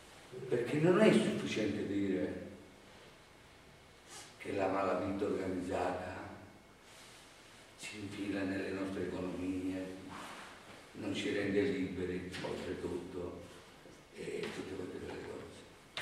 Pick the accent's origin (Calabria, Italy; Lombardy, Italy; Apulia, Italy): Calabria, Italy; moved away; io sono un calabrese. E non perché sono un calabrese mi sento tirato in causa, perché sono un calabrese onesto. Vivo in Lombardia